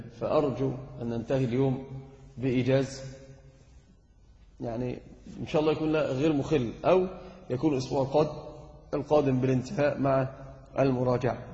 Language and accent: Arabic; Egypt; إحنا بس فقط عندنا في مصر هو يعدون الـ1 والـ2.